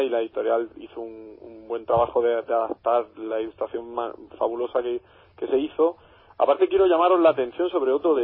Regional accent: Granada, Andalusia, Spain; Yo desde aquí, desde Granada, desde mi tierra natal, os mando un pequeño desafío

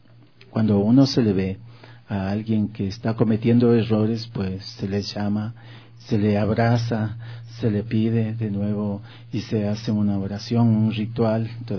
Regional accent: Quito, Pichincha, Ecuador; born there; Yo nací aquí en Quito, soy un descendiente de Atahualpa. Mi apellido

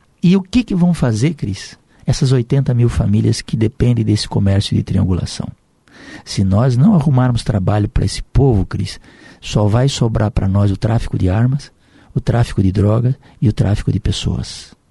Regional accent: Rio Grande do Sul, Brazil; born there; eu saí do Rio Grande, nasci do Rio Grande e vim morar na terra das águas grandes, que é o Iguaçu e o Paraná.

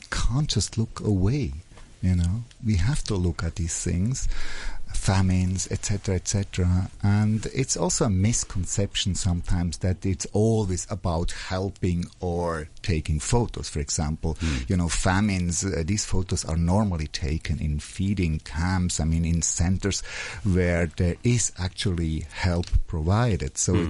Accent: Switzerland; Yeah, and I'm coming from Switzerland.

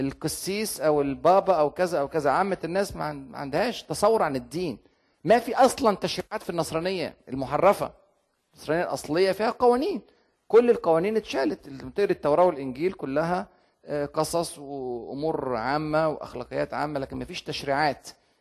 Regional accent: Egypt; يعني عندنا في مصر مثلا تجنيد الزامي

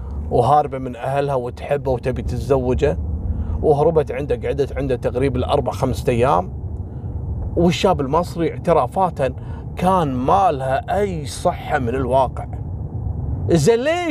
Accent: Kuwait; تدرون مثل هذا اللي اعترف وهو ما له علاقة، حصلت عندنا في الكويت مرة

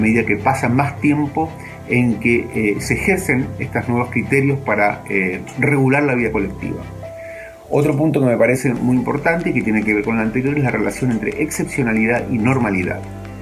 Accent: Chile; de Chile.

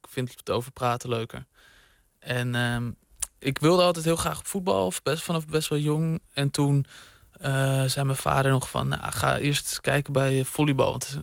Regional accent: Bussum, North Holland, Netherlands; Ik zat op voetbal in Bussum, waar ik ben opgegroeid.

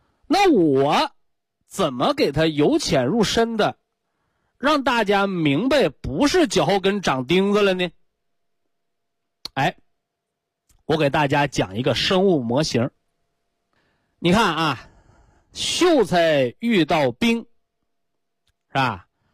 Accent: China; 我们中国人常说的骨气，骨气，就说明这个人肾气足。

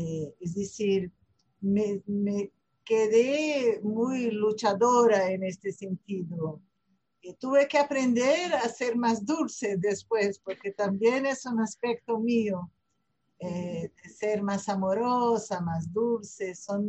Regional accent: Rio de Janeiro, Brazil; born there; Spanish is a second language; now in São Paulo, Brazil; hablo de São Paulo, en Brasil. Nací en Río de Janeiro, pero vivo hoy en día en São Paulo.

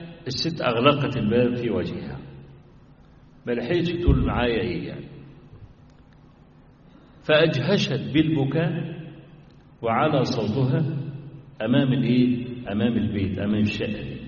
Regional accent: Egypt; حتى صدر عندنا في مصر في بعض المحاكم

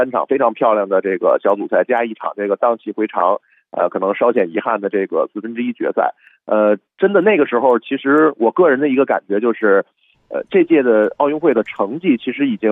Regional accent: China; 那么作为一个中国人，我也就会感到非常自豪的。

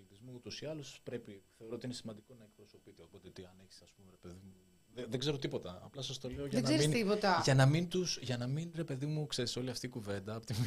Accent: Nea Smyrni, Attica, Greece; Νέα Σμύρνη.

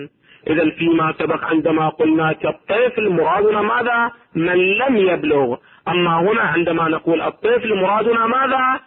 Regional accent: Iraq; أو ما يسمى عندنا في العراق بشجرة النبض

